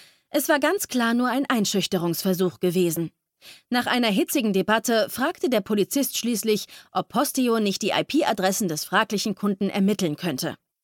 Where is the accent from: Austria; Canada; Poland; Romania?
Poland; born there; Das gilt auch für mein Geburtsland Polen, wo die Vorratsdatenspeicherung bereits vor vielen Jahren eingeführt wurde.